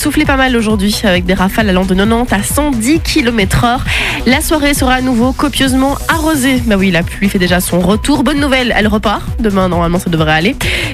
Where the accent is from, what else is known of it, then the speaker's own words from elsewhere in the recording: Belgium; C'est une première européenne et ça se passe chez nous en Belgique.